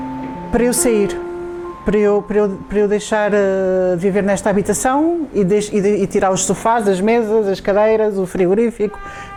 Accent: Alvalade, Lisbon, Portugal; born there; Eu nasci em Alvalade, vivi numa casa muito pequenina aos 3 anos porque os meus pais tinham muitas dificuldades.

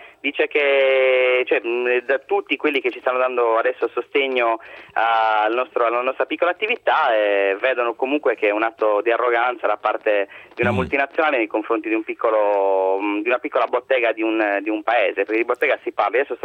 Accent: Sardinia, Italy; non siamo scozzesi, è vero, siamo sardi, però volevamo trasmettere la tipicità sarda in maniera ironica, ecco.

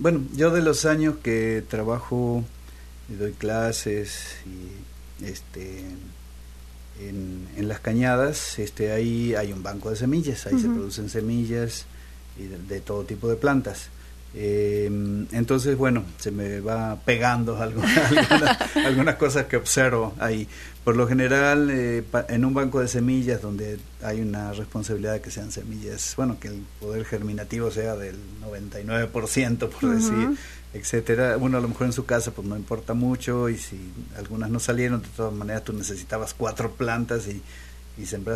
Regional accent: Argentina; born there; moved away as an adult; Nací en Argentina

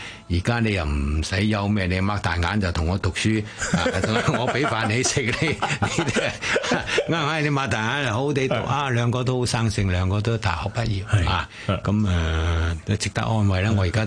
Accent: Guangdong, China; 就佢哋唔知道我係廣東人嚟嘅

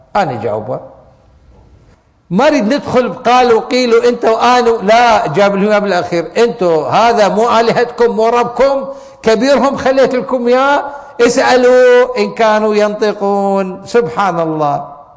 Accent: Iraq; عندنا بالعراق يقول لك اسم الله يابا

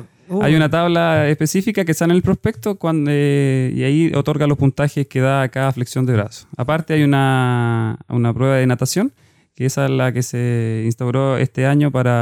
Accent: Santiago, Santiago Metropolitan Region, Chile; Yo soy oriundo de Santiago

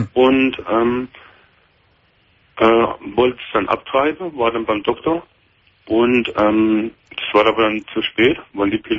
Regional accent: Freiburg, Baden-Württemberg, Germany; Aus Freiburg, aus Baden-Württemberg.

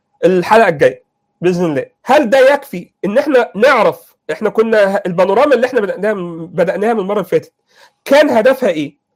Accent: Egypt; الخط الهمايون ده مهم، لان الى الان عندنا في مصر

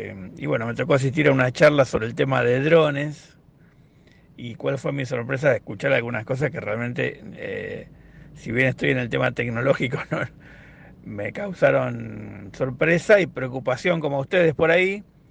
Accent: Lomas de Zamora, Buenos Aires Province, Argentina; en Loma de Zamora, de donde yo soy, donde vivo, donde soy oriundo

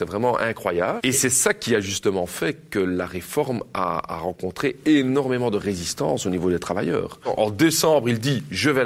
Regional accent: Belgium; elles sont souvent incomplètes chez nous en Belgique

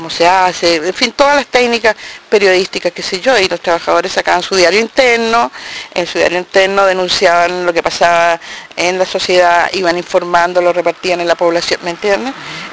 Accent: Chile; moved away; Y nosotros, como chilenos en el exilio, nos informábamos a través

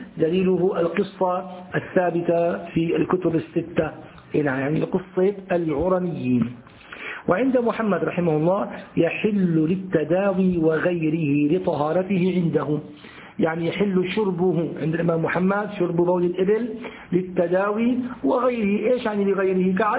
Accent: Syria; أنتوا عندكم يسموه البرص، عندنا في الشام يسمى أبو بريس

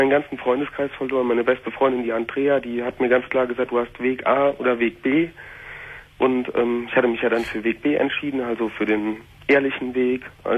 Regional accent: North Rhine-Westphalia, Germany; ich komme halt aus dem Siegerland und da sind so viele frei kirchliche, frei evangelische, fundamentalistische Gemeinden.

